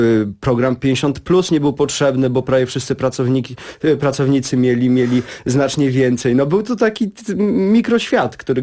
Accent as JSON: {"language": "Polish", "town": "Warsaw", "region": "Masovian Voivodeship", "country": "Poland", "tie": "born or raised there", "said": "Jestem z Grochowa. Mieszkałem tam 17 lat"}